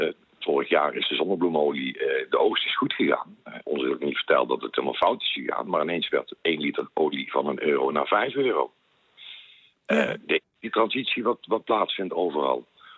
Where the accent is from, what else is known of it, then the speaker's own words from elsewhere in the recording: Netherlands; Wij als Nederlander ondervinden dat ook altijd als we daar op vakantie zijn.